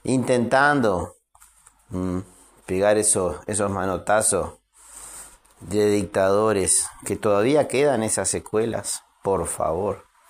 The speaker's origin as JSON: {"language": "Spanish", "country": "Uruguay", "said": "como ciudadano uruguayo lo digo"}